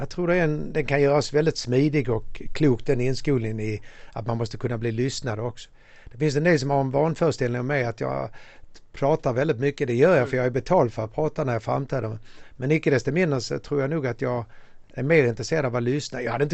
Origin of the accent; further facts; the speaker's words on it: Malmö, Skåne, Sweden; also born or lived in Ystad / Genarp; now in Stockholm, Sweden; Jag gick på samma skola alla 9 åren, Röforskolan i Malmö. Jag är född och uppvuxen i Malmö. Man har bott i Ystad och i Genap och Stockholm sedan 20 år tillbaka.